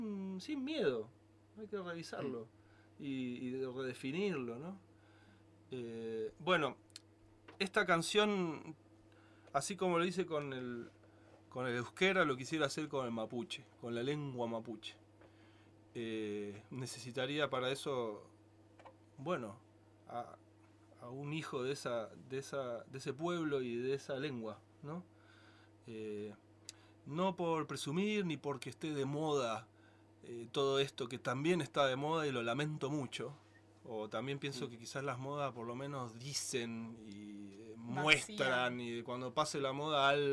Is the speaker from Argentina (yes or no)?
yes; Argentina; Y bueno, soy argentino y me llegó la información